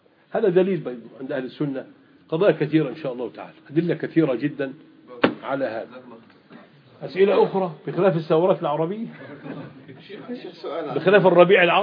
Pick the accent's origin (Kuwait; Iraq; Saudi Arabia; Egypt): Egypt; ماذا طبقت في الشريعة عندنا في مصر الآن سنتين؟